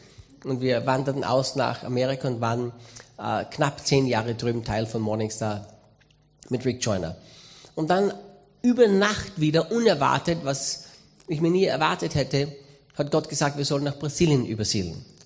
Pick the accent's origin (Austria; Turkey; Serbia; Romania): Austria; Styria; Ich bin Österreicher, Steirer.